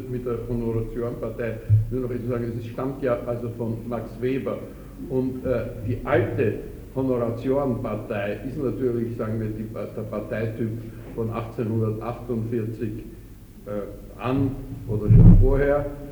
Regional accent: Austria; das kommt zum Beispiel bei uns in Österreich zum letzten Mal 1919 bis 20 vor

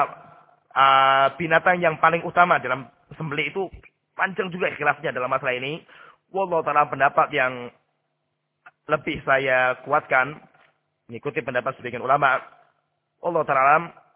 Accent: Salatiga, Central Java, Indonesia; Seperti di kampung saya di Salatiga. Salatiga itu hampir mayoritas masyarakat gak suka kambing.

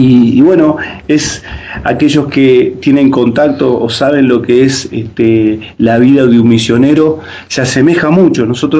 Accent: Uruguay; moved away as an adult; es difícil desde el momento que uno decide, ¿verdad?, dejar sus raíces. Nosotros, bueno, somos uruguayos, Y por lo tanto tenemos otra cultura, otras costumbres

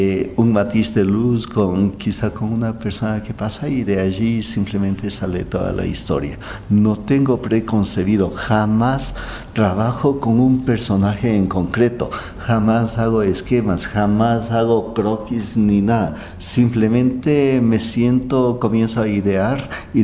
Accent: Ibarra, Imbabura, Ecuador; moved away as an adult; cuando yo emigré desde Ibarra, que es la ciudad natal, y vine a estudiar psicología clínica aquí.

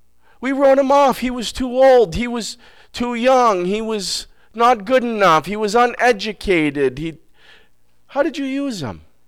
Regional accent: Vermont, United States; I didn't like that word because I'm from Vermont and I do what I want, right?

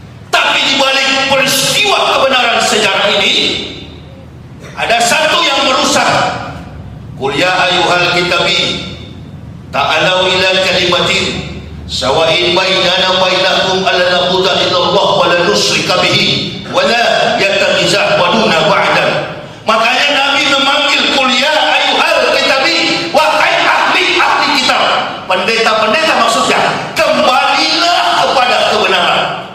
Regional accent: Manado, North Sulawesi, Indonesia; Ini saya orang Manado.

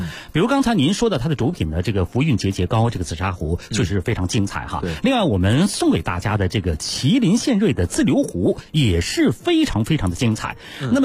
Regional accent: Beijing, China; 这个咱们北京人呢爱把玩呐

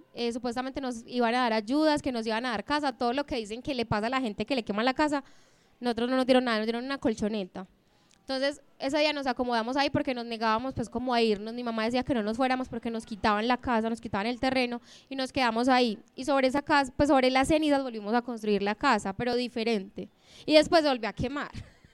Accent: Medellín, Antioquia, Colombia; also born or lived in Sopetrán; Cuando nosotros llegamos a vivir aquí a Medellín, porque yo no nací en Sopetrán, pero viví en Sopetrán dos años, y luego me trajeron acá y viví en uno de los prostíbulos que quedaba por las camas de Amelia.

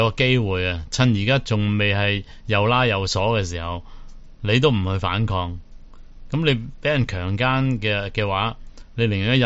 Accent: Hong Kong; 咁但係作為香港人，咪會同你分裂咯

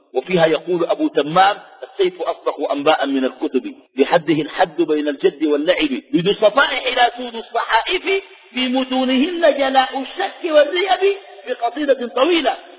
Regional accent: Sudan; وأنا سوداني بالجنسية السودانية

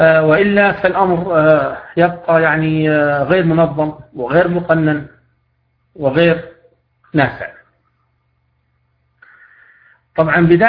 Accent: Libya; بحكم أني راقي ومعالج في بلدي ليبيا

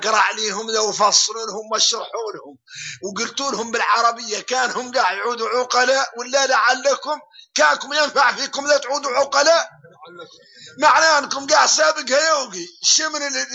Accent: Mauritania; شوفوا احنا موريتاني الحمد لله

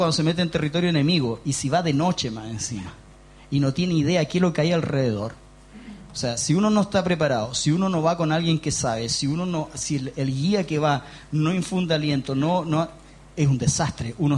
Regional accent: Chile; nos enorgullecemos como chilenos de ser así.

